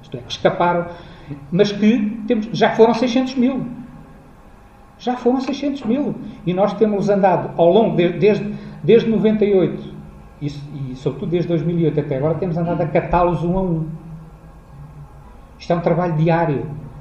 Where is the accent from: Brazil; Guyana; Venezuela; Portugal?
Portugal; é uma característica tão nossa, de gostarmos de ter qualquer documentozito que nos acredite como portugueses